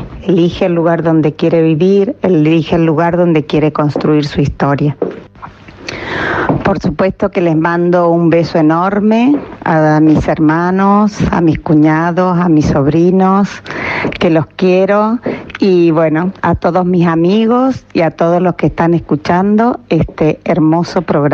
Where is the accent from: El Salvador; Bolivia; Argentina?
Argentina; San Pedro, Buenos Aires Province; now in Málaga, Spain; Vivo desde hace 27 años en Málaga. Es el sur de España, la Costa del Sol, que es lo que más extraño de San Pedro, de mi tierra, de mi pueblo.